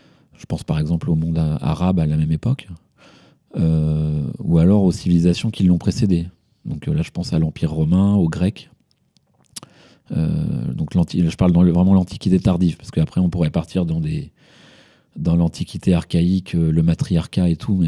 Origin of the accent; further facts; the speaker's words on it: France; parce que je suis français, donc j'ai pris l'histoire de France.